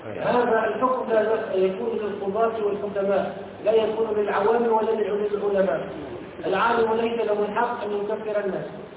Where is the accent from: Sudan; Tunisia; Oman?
Tunisia; من عندنا في تونس